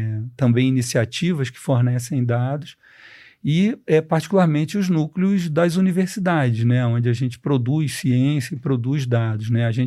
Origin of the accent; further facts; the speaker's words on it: Rio de Janeiro, Brazil; Eu, como carioca, só fui entender São Paulo depois de ler a tese dele